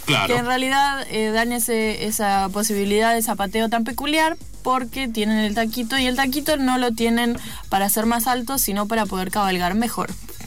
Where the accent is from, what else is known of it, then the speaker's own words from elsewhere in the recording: Bariloche, Río Negro, Argentina; Yo soy de Bariloche, el sol allá es en ocasiones el enemigo, te quema mucho la cara porque se refleja muy fuerte en la nieve.